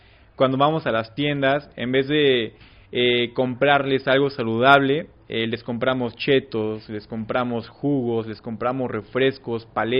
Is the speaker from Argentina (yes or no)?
no; Puebla, Mexico; vengo de la ciudad de Puebla, del colectivo Huitzil Urbano.